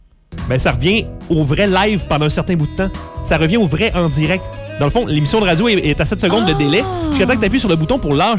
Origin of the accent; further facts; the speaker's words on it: Quebec, Canada; Ben, on est Québécois, on l'est pas, hein?